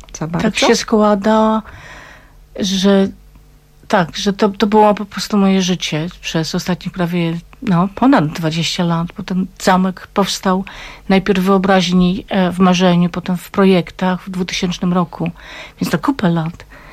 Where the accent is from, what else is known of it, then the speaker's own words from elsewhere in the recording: Silesian Voivodeship, Poland; rzeką mojego dzieciństwa nie była Olza, ale Puńcówka.